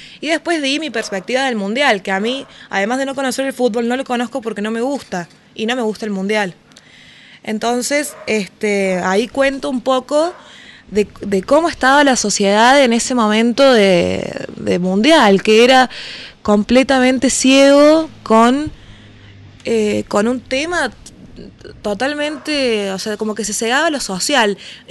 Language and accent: Spanish; San Luis, Argentina; moved away as an adult; now in Córdoba, Argentina; Así es, soy de San Luis y estoy viviendo acá hace ya 5 años. Me vine a estudiar y acá estoy.